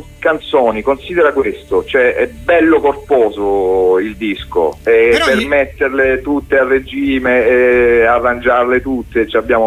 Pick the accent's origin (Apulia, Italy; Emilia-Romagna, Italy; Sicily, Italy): Apulia, Italy; Tricase; Io sono di Tricase.